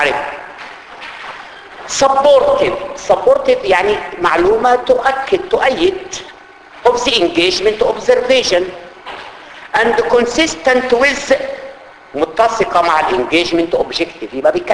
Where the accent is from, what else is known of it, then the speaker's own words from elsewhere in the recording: Upper Egypt, Egypt; انا راجل صعيدي يعني جاي من الطينة عادي.